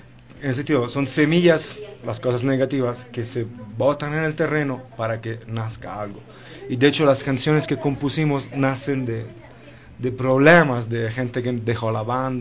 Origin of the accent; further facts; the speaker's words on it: Rocca Priora, Lazio, Italy; De Rocca Priora, un pueblito cerca de Roma.